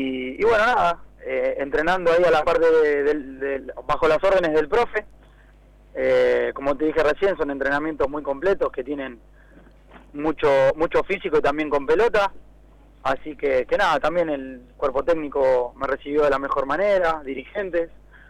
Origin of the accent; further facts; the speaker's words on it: San Antonio de Padua, Buenos Aires Province, Argentina; De San Antonio de Padua, acá muy cerca del Estadio Merlo.